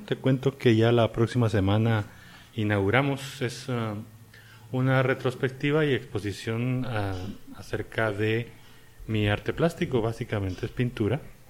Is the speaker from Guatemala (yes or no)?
yes; Guatemala; moved away as an adult; also born or lived in Santiago, Chile; Yo me fui todos los 90s de Guatemala, estuve viviendo en Sudamérica.